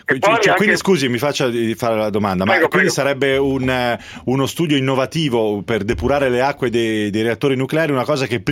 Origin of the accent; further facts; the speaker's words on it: Tuscany, Italy; ce n'è una dalle mie parti, tra Pisa e Livorno